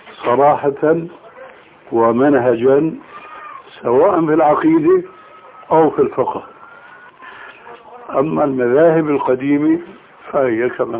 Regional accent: Syria; أما جماهير الناس كما يقولون عندنا في سوريا هاتي دخل امشي

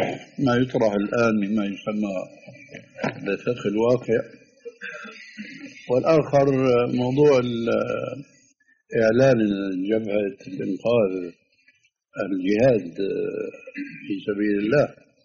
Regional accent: Levant, Syria; كما يقولون عندنا في الشام، نحن حاطين إيدنا على قلبنا

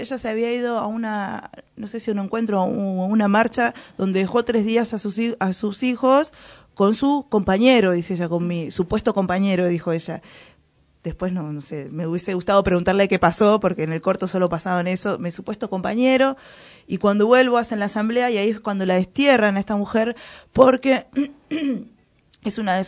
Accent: Argentina; también no soy de Guatemala, pero en Argentina también hay mucha estructura machista

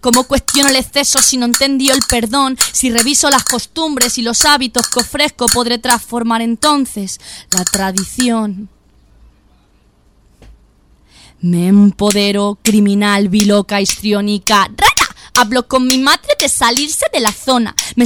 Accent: Villamayor de Santiago, Castilla-La Mancha, Spain; Que ahí hago alusiones mucho a mi pueblo, que la gente que es de Villamayor de Santiago, de Cuenca, del pueblo de mi madre, va a decir

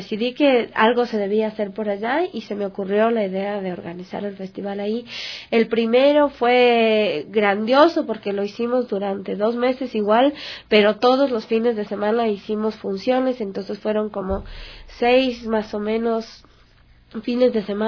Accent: Quito, Pichincha, Ecuador; Y como yo soy del sur de Quito

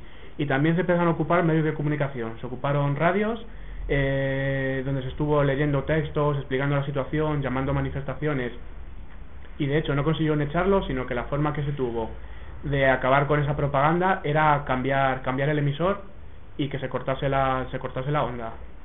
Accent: Barcelona, Catalonia, Spain; concretamente nosotros que venimos de Barcelona

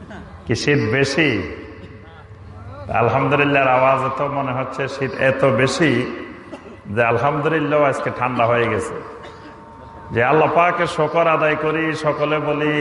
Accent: Bangladesh; আমরাও এই দেশের নাগরিক, ছোটবেলা থেকে এই দেশেই লেখাপড়া করেছি, এই দেশে বড় হয়েছি

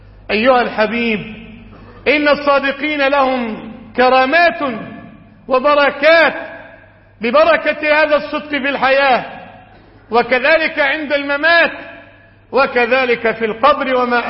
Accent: Egypt; بلادنا مصر

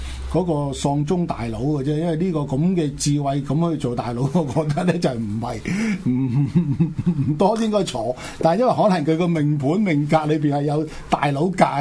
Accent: China; 我哋中國人咧就發誓

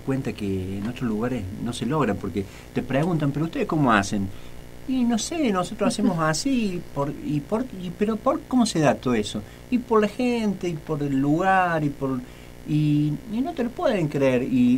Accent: Río Cuarto, Córdoba, Argentina; nosotros vinimos, lo venimos haciendo de Río Cuarto, en el patio de casa

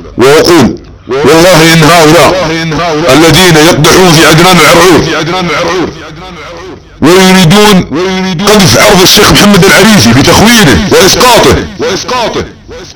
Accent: Saudi Arabia; وانا سعودي، وانت سعودي

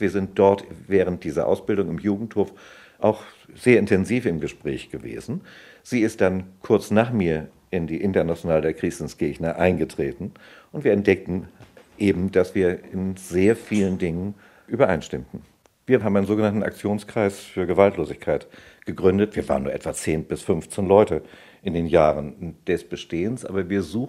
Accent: Hamburg, Germany; Ich bin Ende Mai 1932 geboren. Ich bin in Hamburg aufgewachsen.

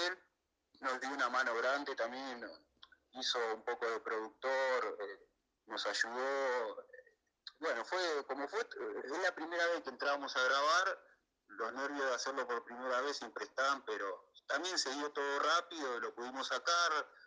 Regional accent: Virrey del Pino, Buenos Aires Province, Argentina; Nosotros somos de acá, del Virrey del Pino.

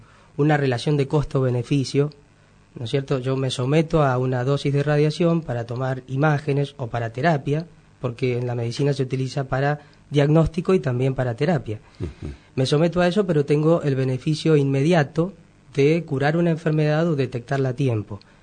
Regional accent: Mendoza, Argentina; born there; Yo nací en Mendoza

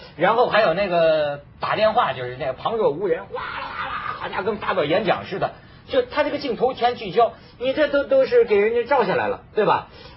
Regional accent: China; 你看我作为一个大陆人、嗯、那其实是不愿意讲大陆人的这个坏话哈

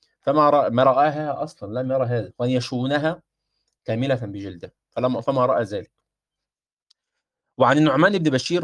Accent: Egypt; على المطرحه عندنا في مصر كما يقولون

